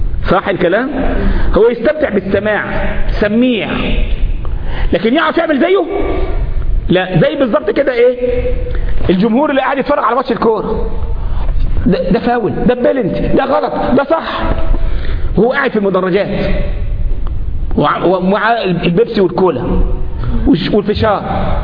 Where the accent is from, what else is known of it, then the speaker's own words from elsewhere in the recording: Egypt; مش بعض الشباب عندنا في مصر كان عنده كده بتاع 12 13 سنه